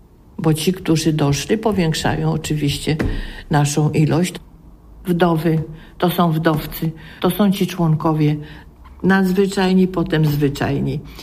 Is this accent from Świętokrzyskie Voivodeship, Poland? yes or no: yes; Kielce, Świętokrzyskie Voivodeship, Poland; born there; now in Warsaw, Poland; Urodziłam się w Kielcach. Do Warszawy przyjechałam w 1948 roku. Kielce są moim ukochanym miastem